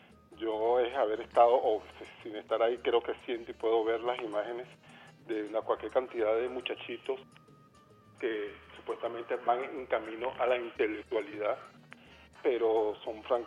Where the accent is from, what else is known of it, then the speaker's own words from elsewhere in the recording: Colombia; pero en mi tierra, en mi capital, ellos hacer su presencia, yo no los oí.